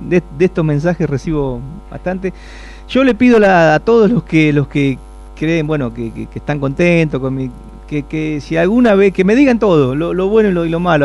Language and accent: Spanish; Saladillo, Buenos Aires Province, Argentina; Ahí está la historia, ahí está de dónde venimos, en fin, por lo menos los que somos nativos de Saladillo, ¿no?